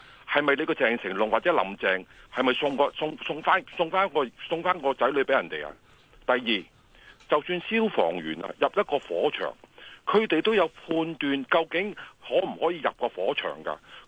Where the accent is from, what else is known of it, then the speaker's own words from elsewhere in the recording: Hong Kong; 深圳政府要我哋香港人啊！